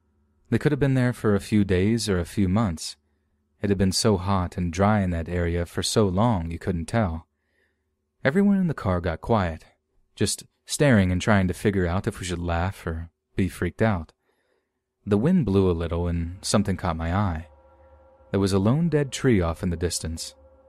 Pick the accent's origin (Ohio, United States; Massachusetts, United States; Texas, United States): Texas, United States; her son and I all moved to an area close to where I grew up in Central Texas.